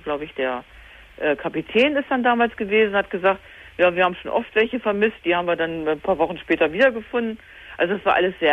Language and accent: German; Hanover, Lower Saxony, Germany; wir sind aus Hannover, ja, die Ecke